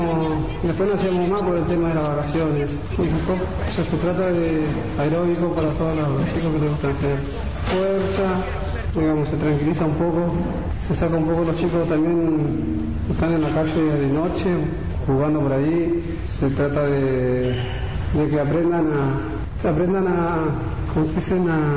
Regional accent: Buenos Aires, Argentina; now in El Bolsón, Argentina; En Buenos Aires, yo soy de Buenos Aires.

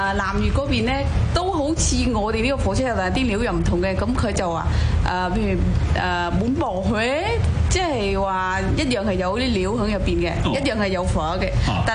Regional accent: Haiphong, Vietnam; now in Hong Kong; 我系河内海防嘅。

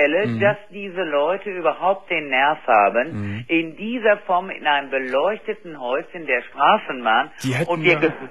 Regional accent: Düsseldorf, North Rhine-Westphalia, Germany; ich komme aus Düsseldorf, mhm, und deren Dorf ist also ein sehr gutes, zur Altstadt nahe, 15 Minuten zu laufen.

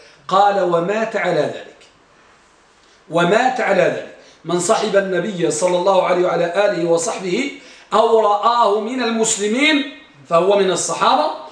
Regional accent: Tangier, Tanger-Tetouan-Al Hoceima, Morocco; عندنا بطنجة

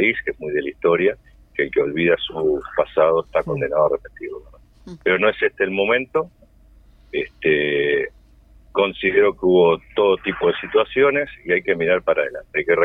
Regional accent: Montevideo, Uruguay; born there; Yo nací en el Buceo, vi aquella famosa final.

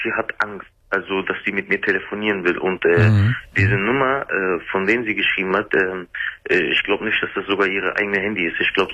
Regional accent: Germany; born there; ich als Kurde bin hier in Deutschland geboren.

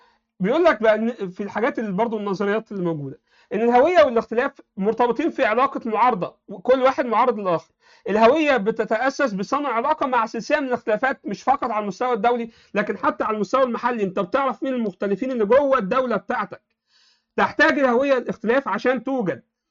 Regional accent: Egypt; انا عايش في مصر، انا مصري مسلم.

